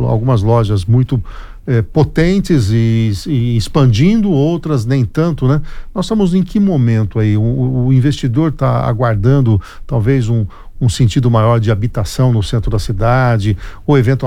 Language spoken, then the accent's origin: Portuguese; Bauru, São Paulo, Brazil; born there; Eu cada vez que vou na Bela Vista, passo por lá da onde eu nasci